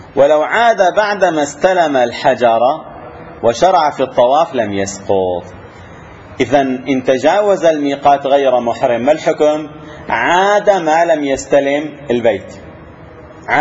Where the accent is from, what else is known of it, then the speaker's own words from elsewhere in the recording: Syria; تعرفون كانوا عندنا في الشام يحجزون الطيران إلى المدينة